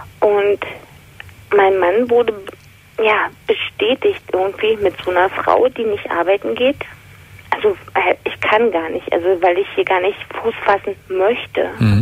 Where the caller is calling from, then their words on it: Berlin, Germany; Ich bin eigentlich aus Berlin, wohne jetzt in Baden-Württemberg.